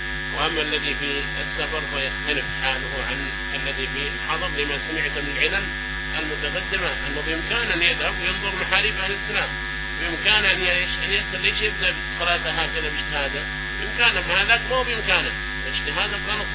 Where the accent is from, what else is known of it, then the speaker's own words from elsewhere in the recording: Yemen; سواء كان عندنا في اليمن